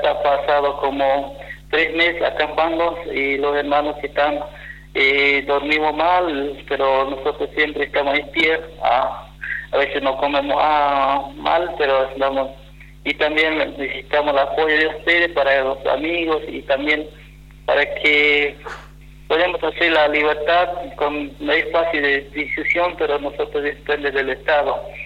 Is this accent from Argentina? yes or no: yes; Formosa, Argentina; Somos locales, somos de Formosa, pero somos locales como capitales.